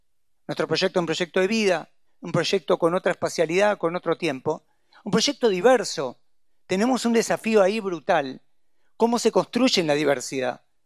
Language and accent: Spanish; Buenos Aires, Argentina; Yo soy de la Paternal y quiero que Buenos Paternal sea vivible